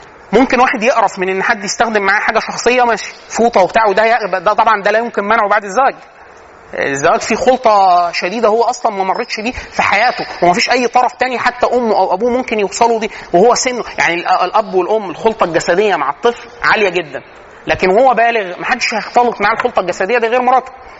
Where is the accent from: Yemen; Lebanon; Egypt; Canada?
Egypt; ودي من العادات السيئه عندنا فينا كمصريين